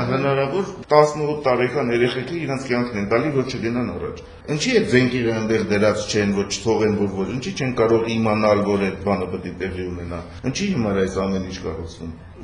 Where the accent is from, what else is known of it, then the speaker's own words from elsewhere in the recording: Yerevan, Armenia; Իսկ օրինակ, ես Երևանցի եմ եւ Երևանում ես շատ կուզեմ, որ նույն ձևի լինի, բայց այնպես չի։